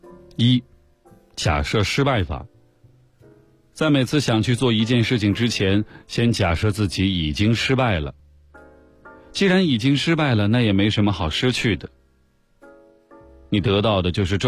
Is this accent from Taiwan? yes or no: no; China; 我从中国来纽约，会待到4月20号。